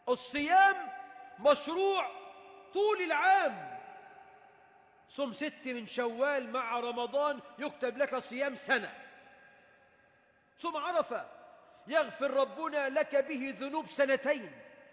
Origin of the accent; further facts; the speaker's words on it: Egypt; اللهم احفظ بلدنا مصر من شر الأشرار